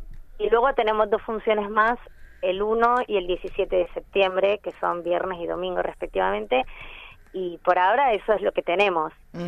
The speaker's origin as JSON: {"language": "Spanish", "region": "Canary Islands", "country": "Spain", "lives_now": "Argentina", "said": "No, no, soy de las Islas Canarias."}